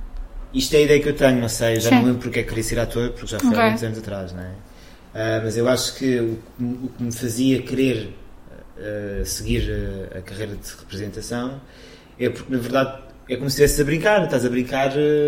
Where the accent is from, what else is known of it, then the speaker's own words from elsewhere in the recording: Évora, Alentejo, Portugal; no colégio de Freiras, lá em Évora, que eu sou alentejano.